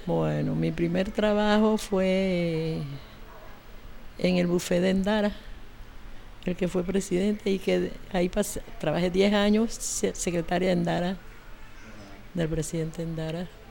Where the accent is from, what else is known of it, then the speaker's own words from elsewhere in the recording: Chame, Panamá Oeste, Panama; also born or lived in Chitré; Yo nací en Chitré, pero me crié en Chame. Ahí hice mi escuela primaria, vine acá y con mi mamá y ya nos quedamos por Perejil. Primero vivimos en calle Primera, después vinimos acá.